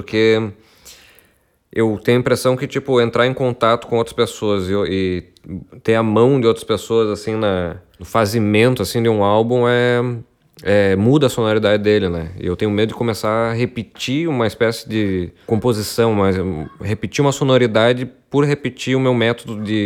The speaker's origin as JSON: {"language": "Portuguese", "town": "Passo Fundo", "region": "Rio Grande do Sul", "country": "Brazil", "tie": "born or raised there", "said": "Ele fala muito sobre a cidade da onde eu vim, que é Passo Fundo, né? cidade onde eu cresci e tal, e fui embora dela com 19 anos para mudar Porto Alegre."}